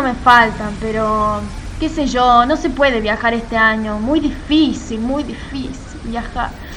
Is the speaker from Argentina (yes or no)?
yes; San Miguel, Argentina; Hola, de acá de San Miguel.